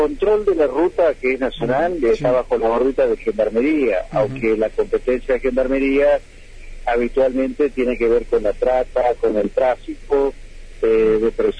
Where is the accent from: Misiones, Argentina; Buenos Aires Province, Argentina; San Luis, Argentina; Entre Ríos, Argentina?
Entre Ríos, Argentina; Paraná; Y digo Santa Fe, si bien yo soy de Paraná